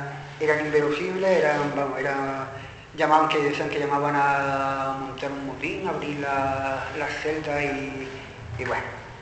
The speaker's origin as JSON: {"language": "Spanish", "town": "Córdoba", "region": "Andalusia", "country": "Spain", "said": "en Córdoba, de donde vengo"}